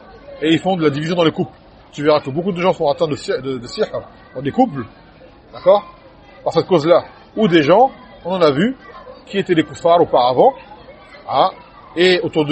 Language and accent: French; Martinique, France; Je me rappelle quand j'étais petit à Martinique qui racontait.